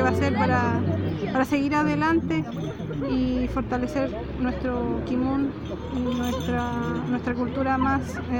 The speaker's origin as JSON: {"language": "Spanish", "region": "Los Ríos", "country": "Chile", "said": "Yo soy del log de Tralcapulli, Mapu."}